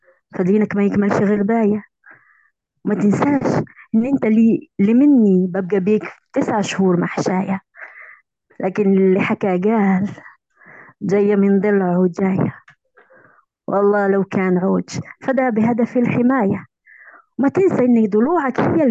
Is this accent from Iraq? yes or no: no; Algeria; من الجزائر، معلقة صوتية